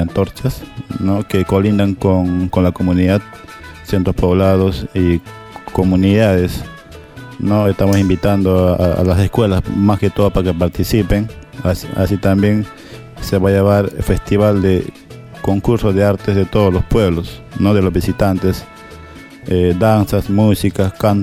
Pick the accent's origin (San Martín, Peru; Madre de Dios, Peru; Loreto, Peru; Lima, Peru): Madre de Dios, Peru; Nuestra comunidad está ubicada en la provincia de Manu, en el distrito Madre de Dios. Somos del pueblo de Arajumbut. Es una de las comunidades más grandes de Madre de Dios que está colindando con la Reserva Comunal de Maracaibo.